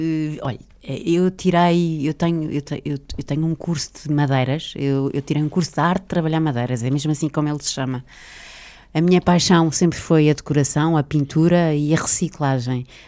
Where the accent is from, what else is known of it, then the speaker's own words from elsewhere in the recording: Portugal; E é português, e eu sou portuguesa e eu adoro ser portuguesa